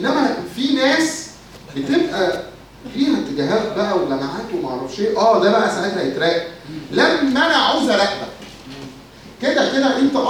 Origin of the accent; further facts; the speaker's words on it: Egypt; بس احنا دماغنا كمصريين اكيد محدش يقدر عليه